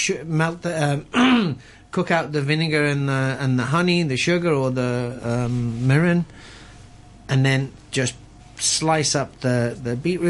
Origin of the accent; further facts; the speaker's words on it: Liverpool, North West England, United Kingdom; I'm from Liverpool